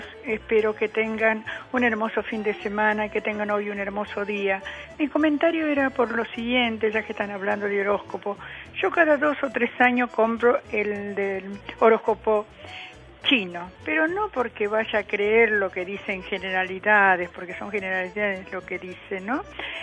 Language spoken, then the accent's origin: Spanish; Buenos Aires, Argentina; soy del barrio de Villa Lugano.